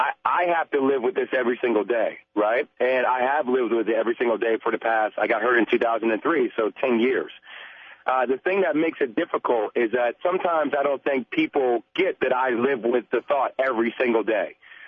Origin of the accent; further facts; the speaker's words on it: New Jersey, United States; I'm Jersey. What are you talking about? I'm from Jersey.